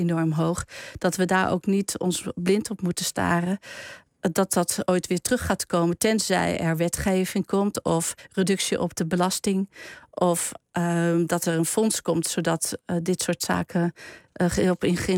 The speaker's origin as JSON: {"language": "Dutch", "region": "eastern Netherlands", "country": "Netherlands", "said": "Ik kom uit het oosten van Nederland."}